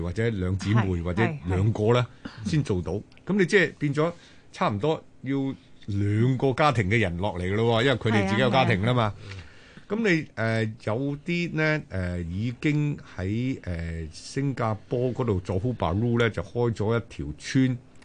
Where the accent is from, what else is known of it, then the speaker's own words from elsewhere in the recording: China; 我哋中國人觀念始終咧傳宗接代都睇得好重嘅